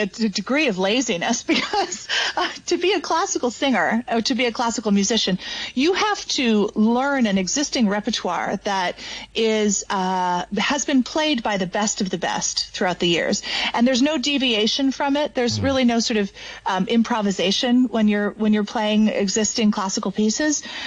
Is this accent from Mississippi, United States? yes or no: no; Brooklyn, New York, United States; Well, actually, I was born and raised in Brooklyn until I was about 11 years old. And I grew up in a big artist loft.